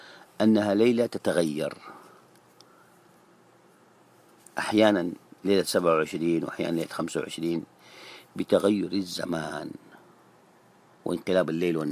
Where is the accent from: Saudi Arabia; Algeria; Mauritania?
Saudi Arabia; كما يسموه هنا عندنا في السعودية